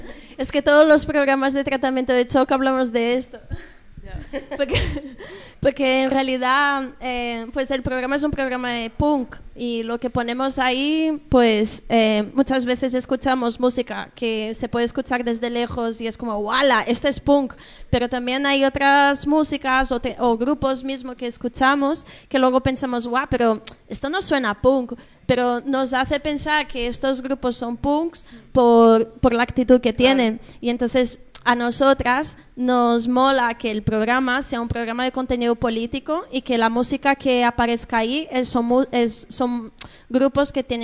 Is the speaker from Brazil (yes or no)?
yes; Brazil; Spanish is a second language; Bueno, porque yo no soy de aquí, yo soy de Brasil.